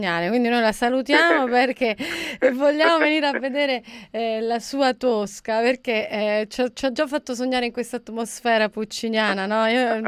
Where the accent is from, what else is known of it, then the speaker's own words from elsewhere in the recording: Rome, Lazio, Italy; io parlo un po' in modo campanilistico, essendo romana